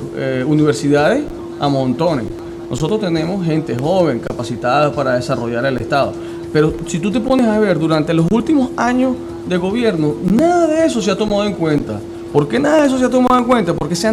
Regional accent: Lara, Venezuela; Te voy a hablar del estado Lara porque es de donde yo soy, okay.

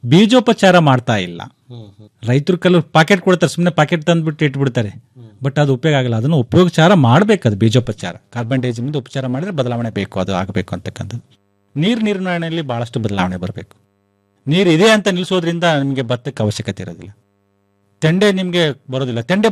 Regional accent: Bellary, Karnataka, India; ನಾನು ಮೂಲತಃ ಉತ್ತರ ಕರ್ನಾಟಕದವ, ನಾನು ಬಳ್ಳಾರಿಯವ

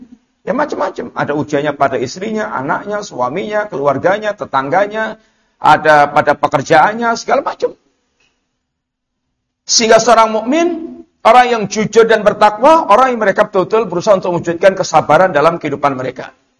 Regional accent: Java, Indonesia; Yang mungkin kita orang Jawa bilang itu ketok enak

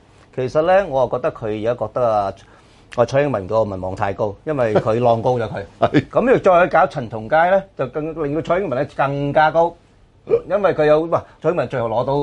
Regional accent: Hong Kong; 咁喺技術上，我哋香港人面對咩風險咧

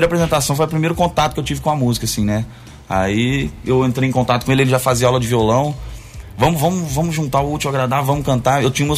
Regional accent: Mococa, São Paulo, Brazil; now in Ribeirão Preto, Brazil; Eu sou de Mococa, natural de Mococa e moro em Ribeirão Preto vai fazer 3 anos.

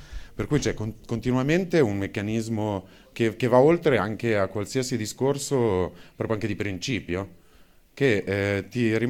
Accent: Milan, Lombardy, Italy; cioè, sono di Milano, per cui non ve lo spiego.

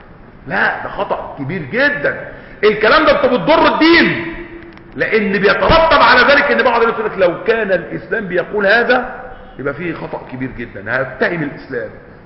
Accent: Egypt; ما بيتعالجوش عندنا في مصر

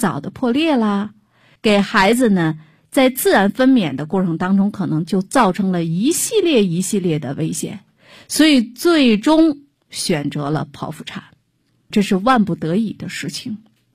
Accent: China; 那怎么的，我们中国人就不能正常的去生孩子吗？

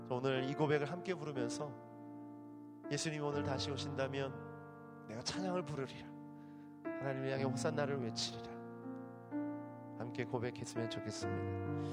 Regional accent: Daejeon, South Korea; 저희 대전, 제가 대전 출신인데

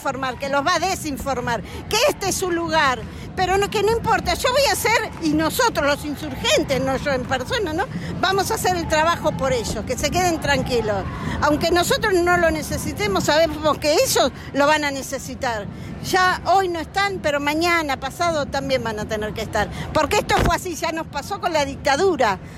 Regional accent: San Miguel, Buenos Aires Province, Argentina; Yo no soy de acá, soy de San Miguel, pero no importa, este va a ser siempre mi lugar, hace rato que es mi lugar.

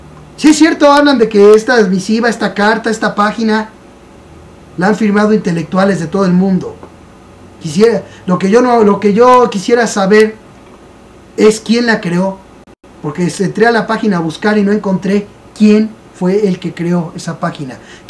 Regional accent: Mexico; Lo único que yo sé y lo que siento como mexicano

